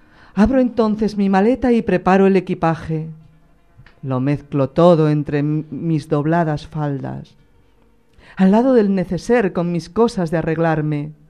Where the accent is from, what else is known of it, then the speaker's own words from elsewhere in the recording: Castile and León, Spain; el pueblo que me vio nacer. yo soy del norte de León, de un pueblecito de la montaña, leonesa, hacer de Riaño para abajo.